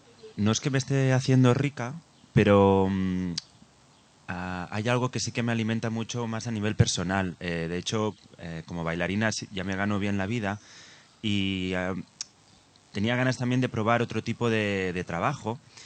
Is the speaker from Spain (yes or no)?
yes; Spain; yo pues soy de España y en España pues hace calor y tal